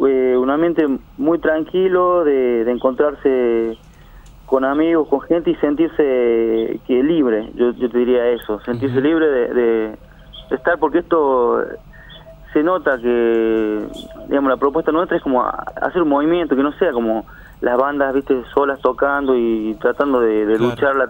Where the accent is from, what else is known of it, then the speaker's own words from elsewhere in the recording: Chilecito, La Rioja, Argentina; nosotros, que somos de Chilecito.